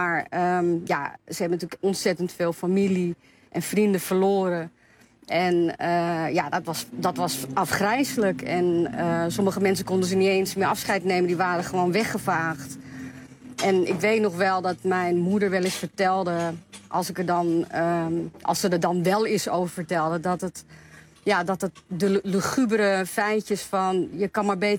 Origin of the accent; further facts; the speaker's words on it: Amsterdam, North Holland, Netherlands; born there; ik ben Japans, maar ik ben in Amsterdam-Noord geboren. Dus mijn ouders zijn wel Japans. En mijn moeder die komt uit Hiroshima.